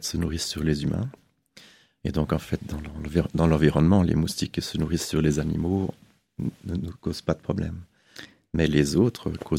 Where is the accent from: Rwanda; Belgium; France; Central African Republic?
Belgium; Je suis belge